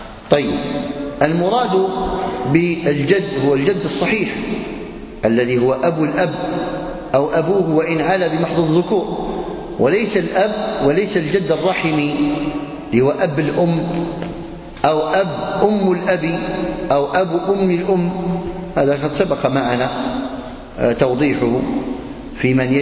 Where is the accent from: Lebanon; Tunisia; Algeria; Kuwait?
Algeria; كما هو عندنا في الجزائر،